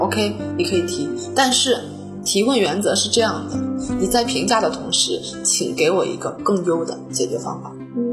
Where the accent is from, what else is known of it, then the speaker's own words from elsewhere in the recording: Northeast China, China; also born or lived in United States; 美国人啊，他是跟我们中国的东北人，我老家的家乡人非常的相近，是非常热情好客的